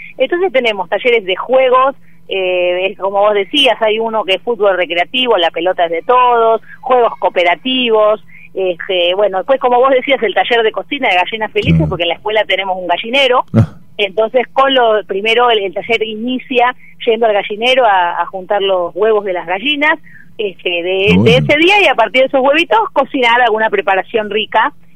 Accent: Buenos Aires, Argentina; now in Tandil, Argentina; yo no soy de Tandil, en realidad soy de Buenos Aires. Me casé con un tandilense que me trajo para estos pagos, pero ya hace 20 años que estoy.

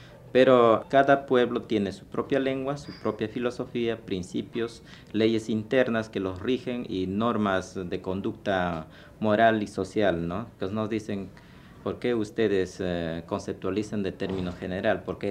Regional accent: Peru; Porque yo también soy peruano.

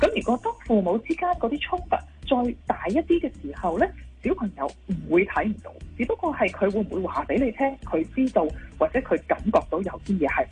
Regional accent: China; 我哋中国人传统嘅观念咧系好讲，即系一个完整嘅家庭啦，要有双亲喺家庭里边啦。

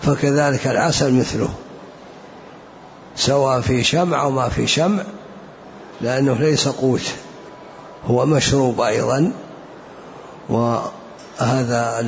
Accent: Najd, Saudi Arabia; عندنا في نجد معروف 4 أنواع يسمونه حنطة والقيمي وجريبة ومعيه

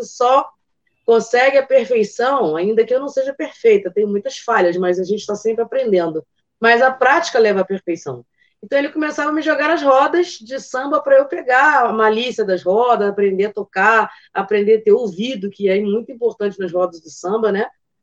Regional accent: Nova Iguaçu, Rio de Janeiro, Brazil; Eu falo aqui do Rio de Janeiro, né? Sou da Baixada aqui de Nova Iguaçu. Isso é da área aqui da rapaziada da Baixada.

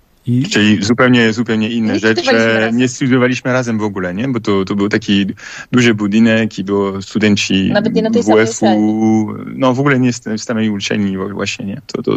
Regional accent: Paris, Île-de-France, France; Polish is a second language; Pochodzę z Paryża, tylko że przez piłkę nożną i przez studia to mieszkałem w różnych miejscach.

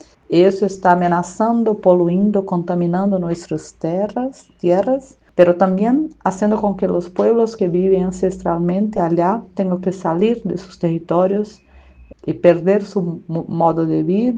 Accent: Brazil; soy brasileña

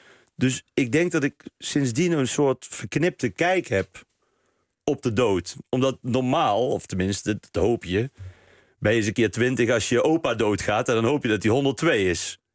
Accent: Best, North Brabant, Netherlands; in Best, waar ik vandaan kom.

